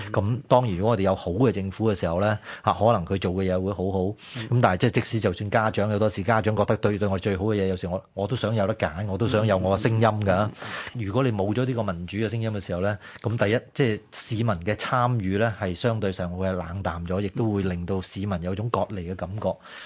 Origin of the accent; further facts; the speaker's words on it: China; 其实我哋中国人嗰个伦理观念入边有唔少啲一类咁样嘅价值观喺入边嘅